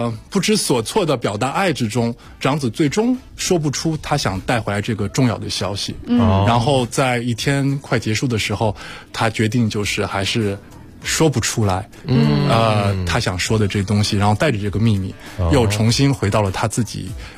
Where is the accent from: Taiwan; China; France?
France; 虽然我是在法国长大，但是家庭还是一个中国家庭